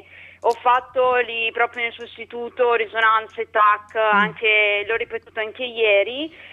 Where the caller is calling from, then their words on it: Monza, Lombardy, Italy; io sono di Monza e so che lei lavora